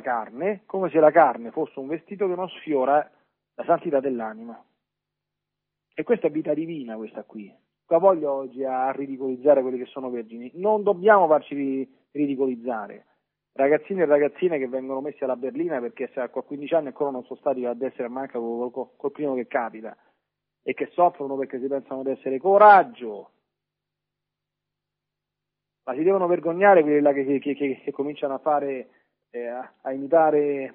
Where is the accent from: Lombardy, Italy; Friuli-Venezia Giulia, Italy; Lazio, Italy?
Lazio, Italy; Non lontano dalle mie parti, a Subiaco, c'è il luogo dove